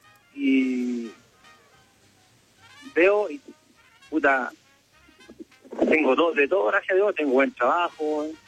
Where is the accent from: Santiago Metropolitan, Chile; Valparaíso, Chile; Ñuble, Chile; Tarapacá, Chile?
Valparaíso, Chile; Viña del Mar; Y bueno, yo soy de Viña. O sea, todos somos allá.